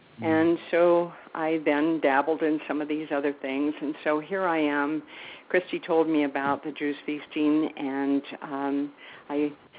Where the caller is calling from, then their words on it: Winston-Salem, North Carolina, United States; I'm here from Winston-Salem, North Carolina.